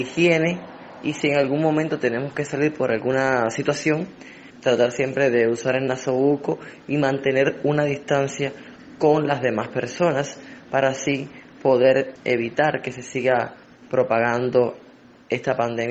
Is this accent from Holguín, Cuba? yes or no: yes; Holguín, Cuba; Mis inicios en el mundo de la música fueron en Holguín, que es mi ciudad natal.